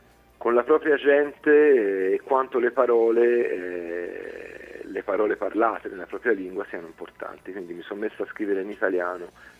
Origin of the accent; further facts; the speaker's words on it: Pistoia, Tuscany, Italy; la CNA, la Confederazione Artigiani di Pistoia, la mia città natale